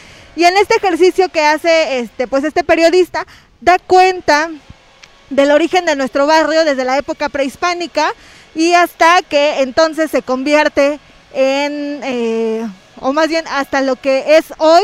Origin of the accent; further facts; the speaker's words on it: Los Reyes de Juárez, Puebla, Mexico; Sí, un saludo a mi pueblo, a los Reyes de Juárez.